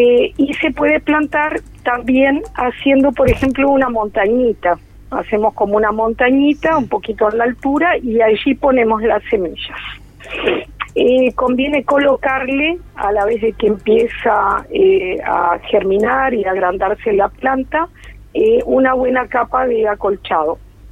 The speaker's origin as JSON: {"language": "Spanish", "town": "Canelón Chico", "region": "Canelones", "country": "Uruguay", "tie": "born or raised there", "said": "De allá de mi pueblo."}